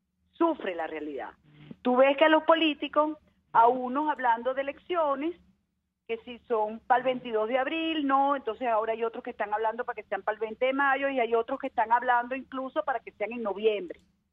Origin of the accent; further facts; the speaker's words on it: Venezuela; quienes lo somos los venezolanos